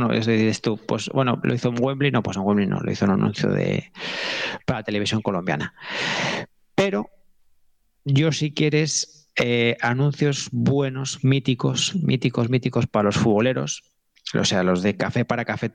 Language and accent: Spanish; Fuenlabrada, Community of Madrid, Spain; que soy de Fuenla